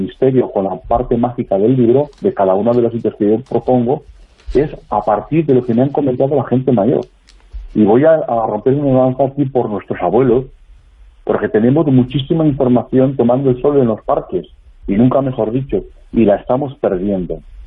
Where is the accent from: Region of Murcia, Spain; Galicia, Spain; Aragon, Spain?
Aragon, Spain; Valderrobres; born there; Yo nací ahí en el Matarraña, en Valderrobres, lo que es su capital en estos momentos